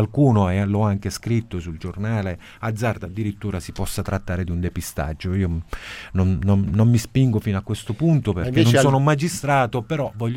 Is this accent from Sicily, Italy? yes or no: yes; Messina, Sicily, Italy; now in Palermo, Italy; No, sono messinese, ma sono ormai palermitano.